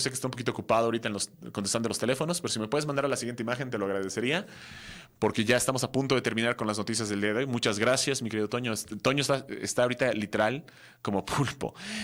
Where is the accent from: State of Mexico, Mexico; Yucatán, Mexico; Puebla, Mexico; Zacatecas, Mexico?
Yucatán, Mexico; Recuerden que soy yucateco.